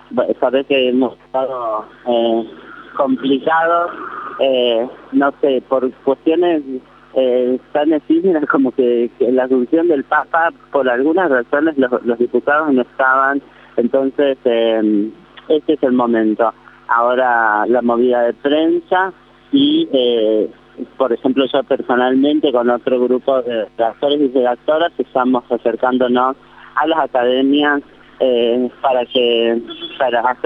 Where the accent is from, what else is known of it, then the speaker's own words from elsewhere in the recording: Córdoba, Argentina; now in Buenos Aires, Argentina; Nosotras somos provincianas viviendo en Capital, yo soy cordobesa